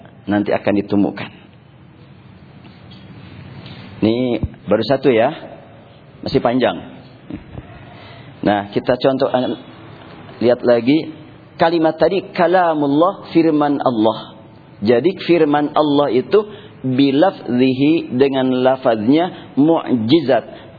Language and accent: Indonesian; Bandung, West Java, Indonesia; Saya kan orang Bandung